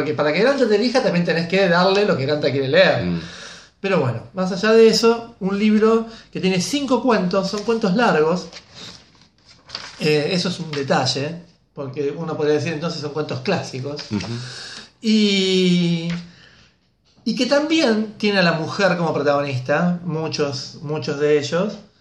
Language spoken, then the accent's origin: Spanish; Córdoba, Argentina; si es que se puede decir que la provincia de Córdoba es argentina, lo digo como cordobés.